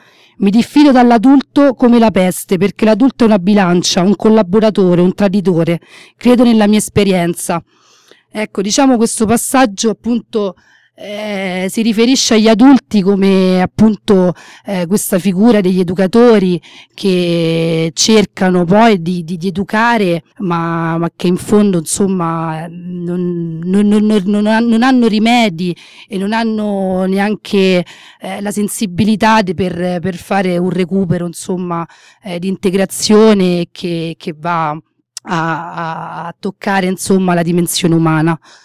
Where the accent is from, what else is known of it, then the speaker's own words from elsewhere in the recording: France; accent: French; Italian is a second language; Faccio, insomma, direttamente la traduzione in italiano, dato che il mio accento francese non mi sembra uno dei migliori.